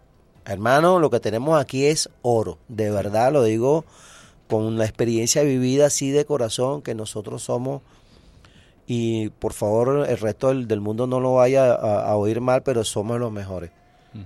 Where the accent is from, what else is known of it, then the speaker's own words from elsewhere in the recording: Venezuela; así como somos los venezolanos